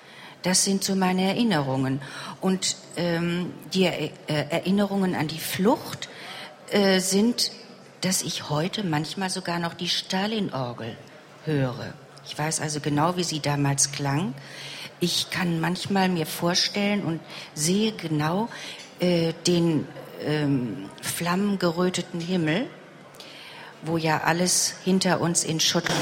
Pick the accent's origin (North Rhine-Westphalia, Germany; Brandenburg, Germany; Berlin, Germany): Berlin, Germany; born there; also born or lived in Wrocław; Also geboren bin ich in Berlin. Und von Berlin, bei den Großangriffen, sind wir zu unseren Verwandten nach Breslau gezogen. Das heißt, meine Eltern und meine Großeltern sind alle aus Breslau.